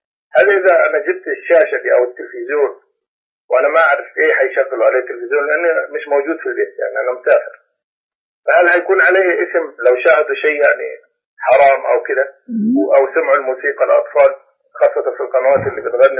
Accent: Upper Egypt, Egypt; عندنا في الصعيد يعني ناس كثيرة ماشي بالشيء هذا

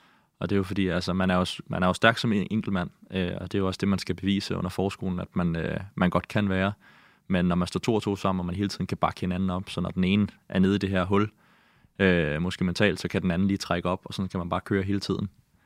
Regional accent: Copenhagen, Capital Region of Denmark, Denmark; also born or lived in Greenland; Jeg er vokset op på Amager, og jeg har boet 5 år i Grønland, da jeg var yngre, mellem jeg var 8 og 13.

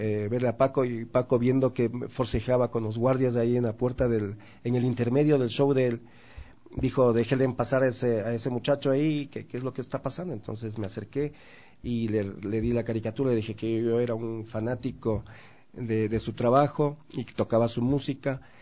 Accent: Quito, Pichincha, Ecuador; porque la mayoría somos quiteños

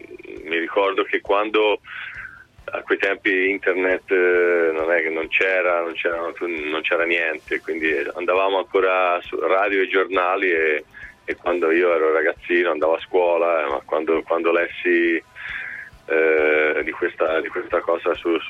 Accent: Livorno, Tuscany, Italy; io sono originario di Livorno, quindi Toscana, nelle mie zone è spesso successo

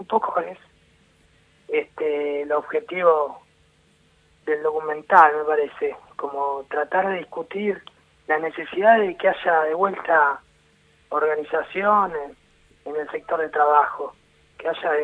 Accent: Neuquén, Argentina; born there; mi padre se fue al sur, yo nací en Neuquén por eso

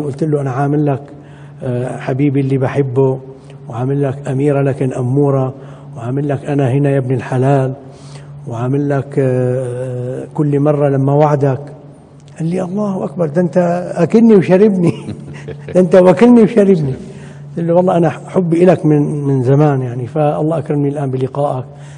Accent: Damascus, Damascus Governorate, Syria; أنا أحد المنشدين من الشام، من دمشق

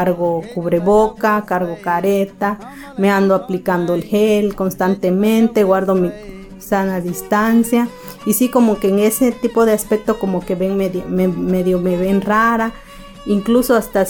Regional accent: Xochistlahuaca, Guerrero, Mexico; Soy de Xochislahuaca, Guerrero.

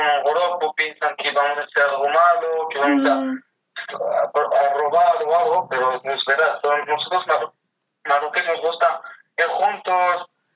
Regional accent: Morocco; Spanish is a second language; hay gente que en principio piensa que eres mala persona, y tal como es un marroquí

